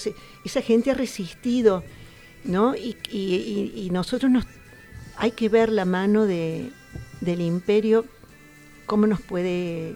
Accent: Buenos Aires, Argentina; yo soy de acá, de Belgrano, nací aquí y es mi barrio.

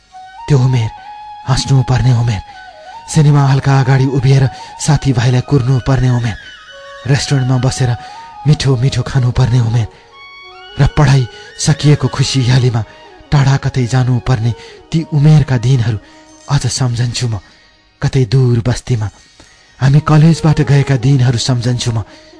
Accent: Solukhumbu, Koshi Province, Nepal; विक्रम सम्बत 2037 सालमा मेरो जन्म सोलु खम्बुमा भएको हो।

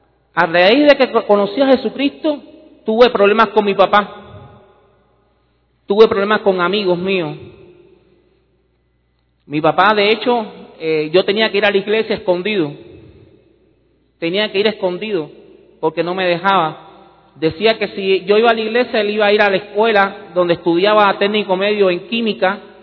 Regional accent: Cuba; born there; desde que yo nací, a los niños en Cuba se les educa en lo que es ir en contra de todo lo que es Dios, es el ateísmo.

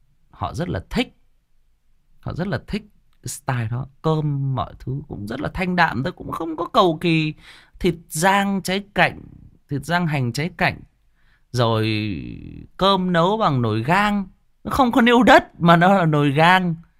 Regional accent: Thai Nguyen, Vietnam; Chè thì mình là người Thái Nguyên cho nên là cái mồm chè của mình nó sành lắm.

